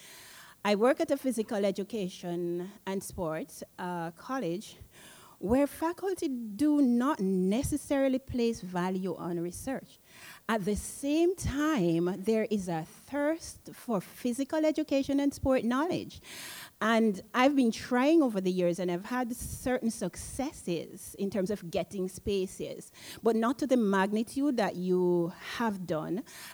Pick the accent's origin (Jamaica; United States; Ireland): Jamaica; I am from Jamaica.